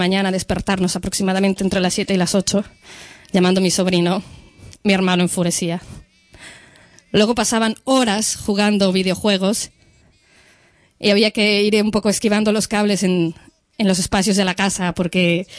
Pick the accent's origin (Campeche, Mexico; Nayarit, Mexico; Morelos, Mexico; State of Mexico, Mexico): Morelos, Mexico; Cuernavaca; moved away; Jugué en los parques. Cuando nosotros nos fuimos de Cuernavaca, les vi pocas veces más.